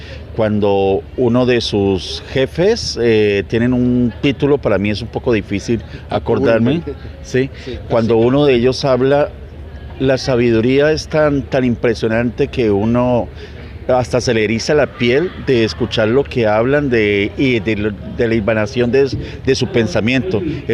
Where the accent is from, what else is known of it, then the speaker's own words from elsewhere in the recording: Cali, Valle del Cauca, Colombia; Nosotros venimos de la ciudad de Santiago de Cali.